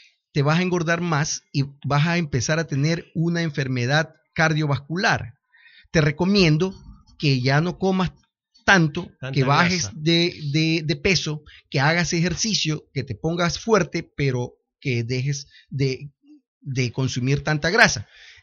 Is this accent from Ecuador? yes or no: yes; Ecuador; Señor, en primer lugar, yo soy parte de Ecuador y Ecuador es uno solo y quiero el progreso de Ecuador.